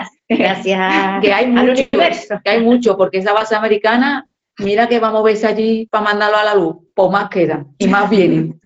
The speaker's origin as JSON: {"language": "Spanish", "town": "Seville", "region": "Andalusia", "country": "Spain", "said": "nos vamos a sitios cerca de casa. Somos de Sevilla"}